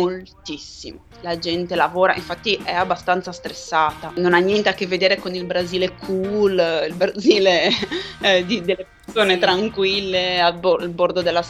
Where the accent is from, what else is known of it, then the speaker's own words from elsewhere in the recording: Genoa, Liguria, Italy; Noi siamo diffidenti storicamente